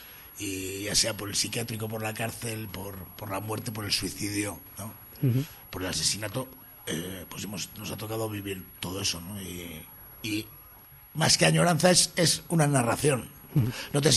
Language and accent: Spanish; Bilbao, Basque Country, Spain; Porque somos de Bilbo, porque compartíamos los adoquines del casco viejo, nos cruzábamos, los veíamos